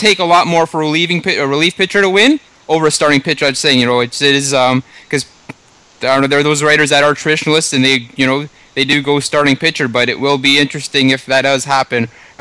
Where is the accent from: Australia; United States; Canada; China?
Canada; myself as a Canadian